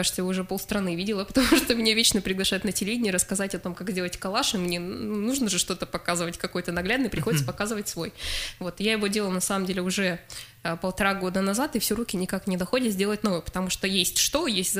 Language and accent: Russian; Norilsk, Krasnoyarsk Krai, Russia; now in Krasnoyarsk, Russia; Мой родной город Норильск, соответственно, ну, Красноярск ныне, в котором я живу.